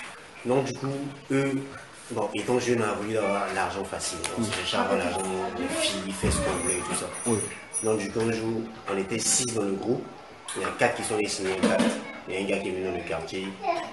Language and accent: French; Côte d’Ivoire; dans Côte d'Ivoire, dans un environnement pareil.